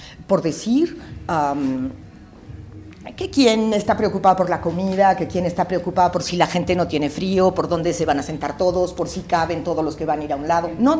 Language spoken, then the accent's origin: Spanish; Mexico; also born or lived in Bolivia; Yo viví en Bolivia muchos años, soy mexicana